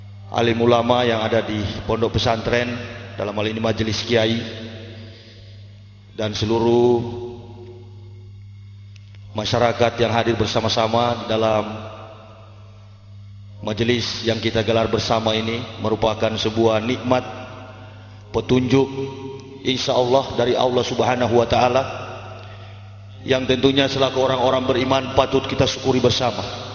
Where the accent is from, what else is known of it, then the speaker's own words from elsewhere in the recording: Manado, North Sulawesi, Indonesia; born there; saya dilahirkan di kota Manado pada tanggal 30 November tahun 1970.